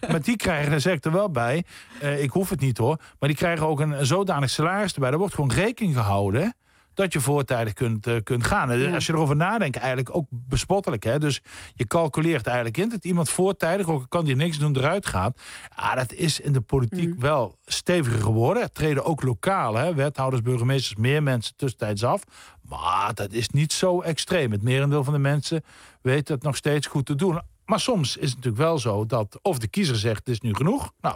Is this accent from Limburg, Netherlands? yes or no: yes; Nuth, Limburg, Netherlands; ik kom uit Zuid-Limburg, het Nut, een dorpje bij Heerlen. Er is geen zee of meer in de buurt.